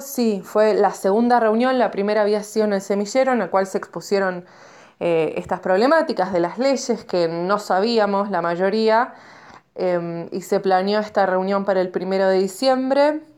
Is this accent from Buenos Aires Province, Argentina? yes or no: no; Villa Rumipal, Córdoba, Argentina; Soy de Barrio Parque del Corcovado, queda dentro de lo que es el municipio de Villa Rumipal.